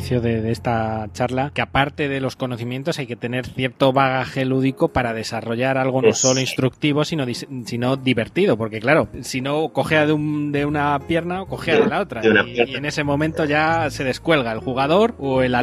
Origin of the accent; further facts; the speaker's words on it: Spain; como somos de aquí de España